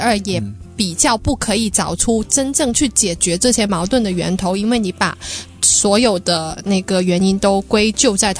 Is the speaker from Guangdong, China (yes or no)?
no; Hunan, China; now in Hong Kong; 就像我是湖南来的，我就在香港可以吃到湖南菜